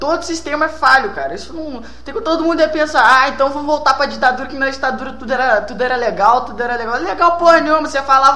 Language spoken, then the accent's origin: Portuguese; Paraguay; Eu que sou paraguaio